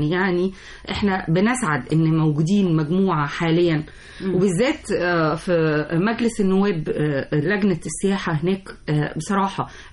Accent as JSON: {"language": "Arabic", "country": "Egypt", "said": "انت عارفه ان انا لما بسافر اي بلد اي بلد في الدنيا تيجي تقول لهم انا من مصر"}